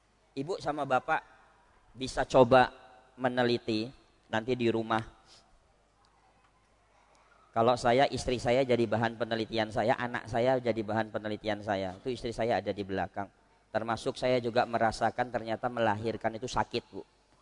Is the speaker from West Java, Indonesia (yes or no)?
no; Medan, North Sumatra, Indonesia; Saya orang Medan, ya.